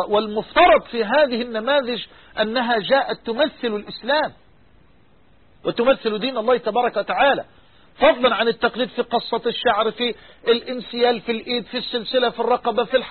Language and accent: Arabic; Egypt; بلغتنا كمصريين لا فائدة